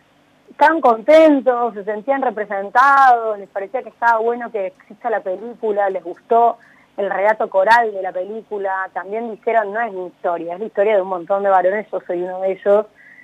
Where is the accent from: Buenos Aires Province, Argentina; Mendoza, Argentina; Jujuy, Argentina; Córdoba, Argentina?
Córdoba, Argentina; now in Buenos Aires, Argentina; soy de Córdoba, pero claro. Estoy viviendo en Buenos Aires.